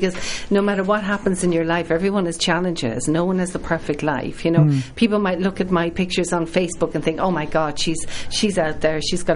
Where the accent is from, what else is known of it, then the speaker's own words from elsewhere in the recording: Ireland; You're going to have to teach me. I'm Irish.